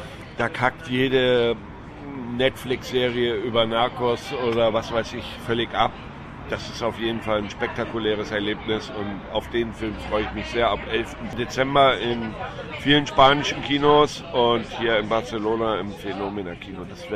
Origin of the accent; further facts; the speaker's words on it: Hamburg, Germany; da schließt sich der Kreis, zu meiner Heimatstadt Hamburg